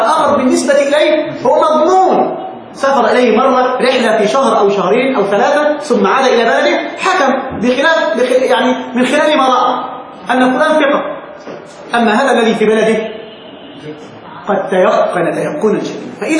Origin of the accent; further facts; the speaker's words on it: Egypt; احنا نستعملها كده واحنا مصريين